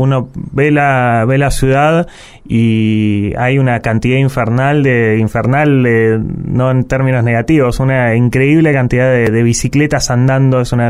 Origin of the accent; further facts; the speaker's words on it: La Plata, Buenos Aires Province, Argentina; also born or lived in Quilmes; Yo y un hermano, otro, los dos hijos menores de ese matrimonio, nacimos en Quilmes, pero al pasada la dictadura y al cabo de un tiempo las familias, los abuelos viejos tiraban, el laburo tiraba y demás, y volvimos a La Plata.